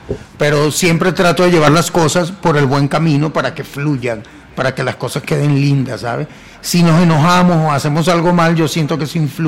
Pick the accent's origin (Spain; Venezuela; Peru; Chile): Venezuela; Palo Negro, Aragua; now in Mexico; Pero así es mi pueblo y así se llamaba el concurso.